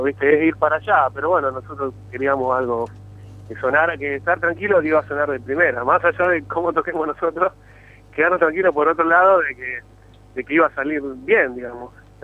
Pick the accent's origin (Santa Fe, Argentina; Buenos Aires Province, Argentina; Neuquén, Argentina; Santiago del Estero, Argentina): Santa Fe, Argentina; Rosario; porque venimos de Rosario.